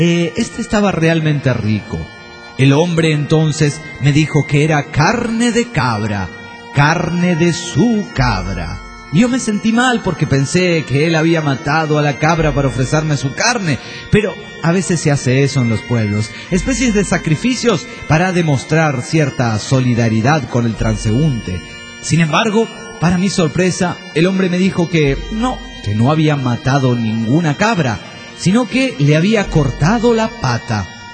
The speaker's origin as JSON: {"language": "Spanish", "town": "Villahermosa", "region": "Tabasco", "country": "Mexico", "said": "de Villahermosa, Tabasco, México."}